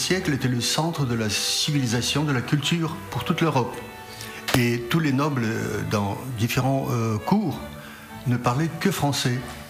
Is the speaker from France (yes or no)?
yes; Paris, Île-de-France, France; moi je viens de Paris